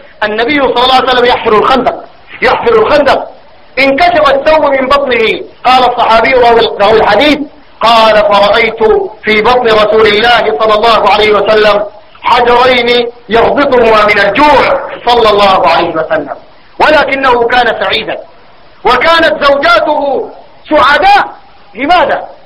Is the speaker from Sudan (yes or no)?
yes; Sudan; اللهم إنا نسألك في بلادنا السودان أن تكون بلادنا سخاء رخاء